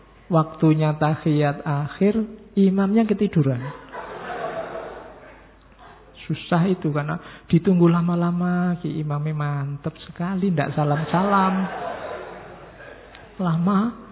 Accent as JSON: {"language": "Indonesian", "region": "Java", "country": "Indonesia", "said": "saya orang Jawa Pak, orang Jawa itu mengutamakan ngalah."}